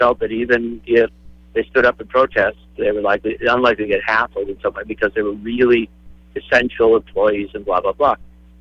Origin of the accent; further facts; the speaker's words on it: Racine, Wisconsin, United States; born there; I was born over in Racine. You know what I'm saying? When I say I'm a multi-generational Wisconsinite, it's because each generation we were born in Wisconsin.